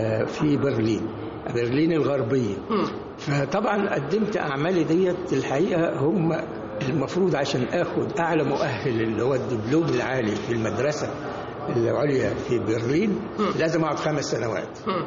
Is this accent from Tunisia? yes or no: no; Egypt; فأنا طبعا كمصري عايش في بيئتي